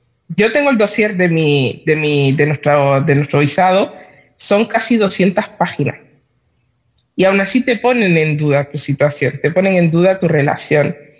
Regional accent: Spain; Yo soy nacional española.

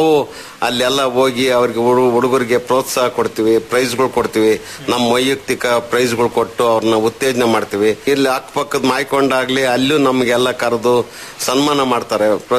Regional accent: Karnataka, India; ಇಲ್ಲ, ನಮ್ಮೂರು ಚಿಕ್ಕ ಗ್ರಾಮ ಆಗಿರೋದ್ರಿಂದ ಹಾಲು ಉತ್ಪಾದನೆ ಮಾಡ್ತೀವಿ. ಇಲ್ಲೇ ಪಕ್ಕದಲ್ಲಿ ಉಚ್ಚವನಹಳ್ಳಿ ಅಂತ ಇದೆ, ಮಾಯಿಕೊಂಡೆ ಇದೆ

